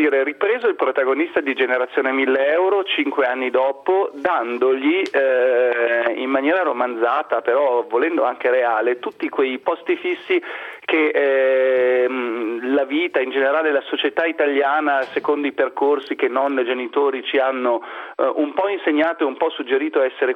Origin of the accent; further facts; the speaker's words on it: Milan, Lombardy, Italy; detto da milanese che ama Milano